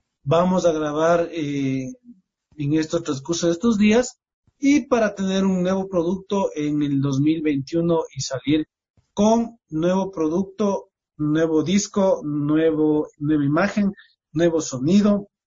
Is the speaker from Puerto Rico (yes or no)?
no; Ecuador; cuando vas más allá, no, si yo soy de Quito, más allá, ya estás en otro país, yo soy de Ecuador